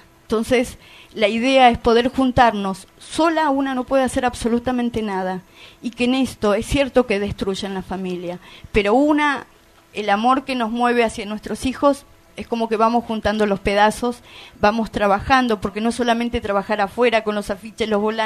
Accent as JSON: {"language": "Spanish", "country": "Argentina", "said": "dijimos, las dos somos de Argentina, nos abrazamos"}